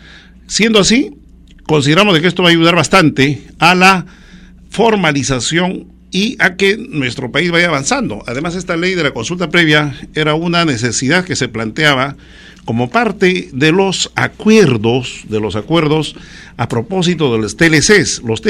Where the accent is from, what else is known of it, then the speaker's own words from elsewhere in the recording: Huancavelica, Peru; Yo soy de Huancavelica.